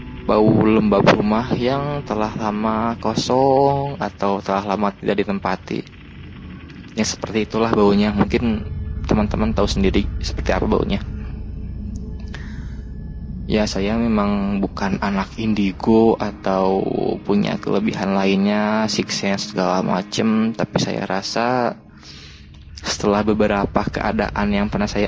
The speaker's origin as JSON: {"language": "Indonesian", "town": "Bandung", "region": "West Java", "country": "Indonesia", "said": "Karena saya asli orang Bandung"}